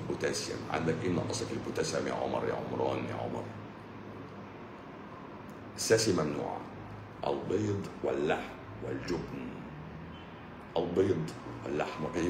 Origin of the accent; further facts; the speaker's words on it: Egypt; انا برضو مصري مصري ويهودي